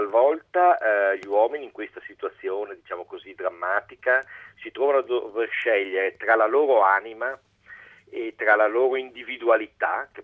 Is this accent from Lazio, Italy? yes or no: no; Venice, Veneto, Italy; io sono veneziano, e questa è una storia molto veneta